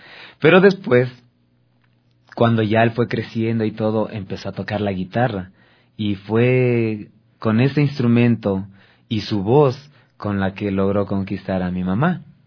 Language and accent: Spanish; Quito, Pichincha, Ecuador; born there; yo ya nací acá en Quito, pero originariamente mi familia es de la provincia del Carchi.